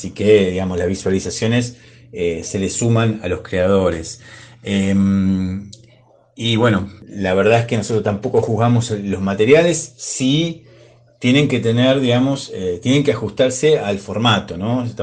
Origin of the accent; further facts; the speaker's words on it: Moreno, Buenos Aires Province, Argentina; como nosotros somos del oeste, de Moreno, de Merlo